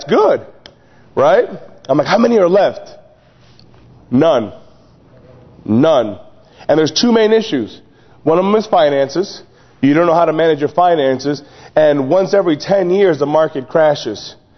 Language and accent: English; Chicago, Illinois, United States; I'm being from the Chicagoland area, I'm used to locking my house and locking my doors.